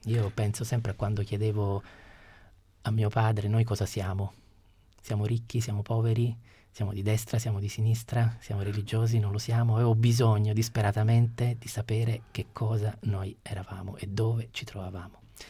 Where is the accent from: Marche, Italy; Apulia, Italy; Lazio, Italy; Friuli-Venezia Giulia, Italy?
Apulia, Italy; è ambientato nel Salento, che è un po' la mia terra